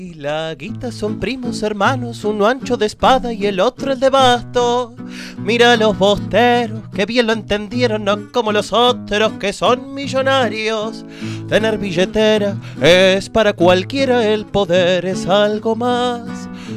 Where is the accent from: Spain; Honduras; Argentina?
Argentina; Buenos Aires; baterista y cantor, somos de Versalles.